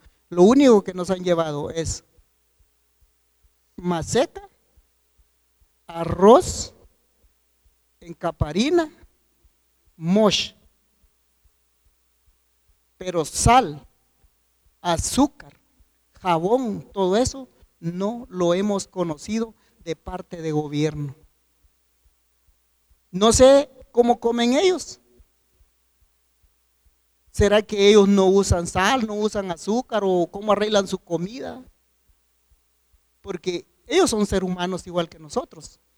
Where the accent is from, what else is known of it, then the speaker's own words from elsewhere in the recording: Guatemala; Y ahora que vengamos al lado de Guatemala y no nos tomen en cuenta, y somos guatemaltecos.